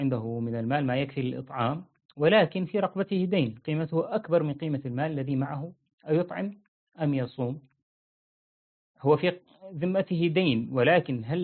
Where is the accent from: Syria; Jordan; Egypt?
Syria; أنا سوري، جنسيتي يعني فرحان جدا بجنسية بشار الأسد